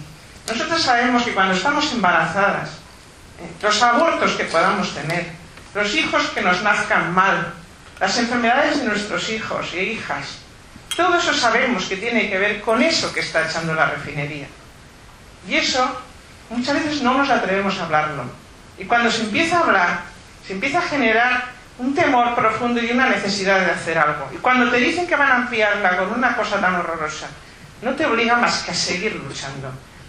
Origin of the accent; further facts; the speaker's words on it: Muskiz, Basque Country, Spain; Bueno, yo vengo de Muskiz a Abanto Ciérvana, Meatzaldea, ¿eh?